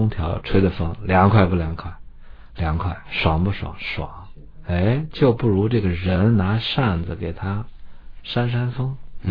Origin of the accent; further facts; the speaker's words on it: Datong, Shanxi, China; 你看我老家大同